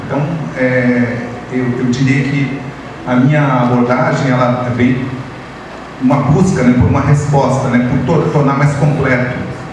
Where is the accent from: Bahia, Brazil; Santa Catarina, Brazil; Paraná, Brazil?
Paraná, Brazil; Eu sou paranaense, né?